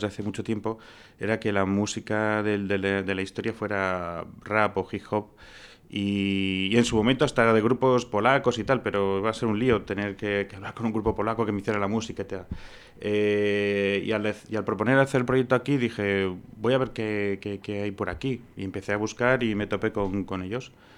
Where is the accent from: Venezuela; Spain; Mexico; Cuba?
Spain; Tudela, Navarre; moved away as an adult; soy de Tudela, de toda la vida, ¿eh? Lo que ocurre que, pues eso, hace más o menos 20 años pues me fui a estudiar a Madrid, cine, y ya pues ahí enganché trabajando. Y he estado, pues eso, digamos 20 años no viviendo continuo aquí, sino que iba y venía